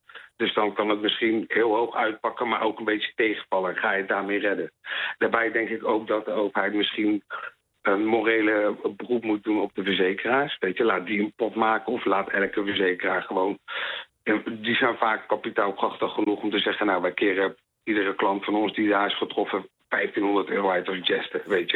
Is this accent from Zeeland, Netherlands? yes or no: no; The Hague, South Holland, Netherlands; ik kom uit Den Haag